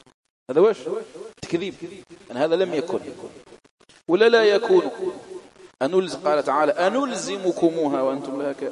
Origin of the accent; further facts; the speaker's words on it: Algeria; خاصة في بلادنا الجزائر